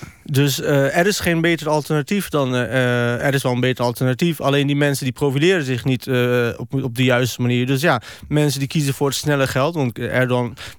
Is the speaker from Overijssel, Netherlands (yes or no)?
yes; Deventer, Overijssel, Netherlands; Ja, nee, ik ben Deventenaar.